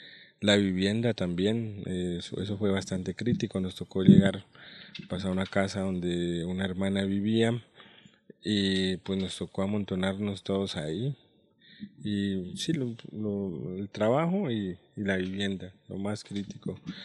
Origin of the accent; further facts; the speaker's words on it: Timbío, Cauca, Colombia; Yo vengo de Camposano, Timbío.